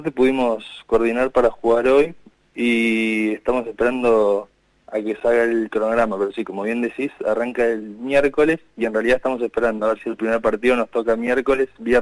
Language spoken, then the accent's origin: Spanish; Neuquén, Argentina; now in Buenos Aires, Argentina; soy de Neuquén Capital. Ahora estoy viviendo en Buenos Aires Capital, en Ciudad de Buenos Aires